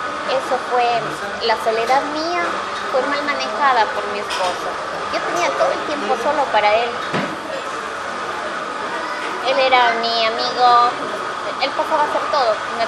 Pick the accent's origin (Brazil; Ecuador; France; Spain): Ecuador; moved away as an adult; now in Chile; Soy ecuatoriana, sí.